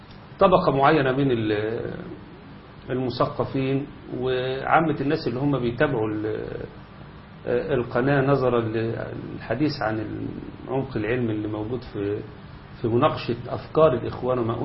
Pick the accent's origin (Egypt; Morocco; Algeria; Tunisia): Egypt; والجماعة اللي عندنا في مصر هنا وما أكثرهم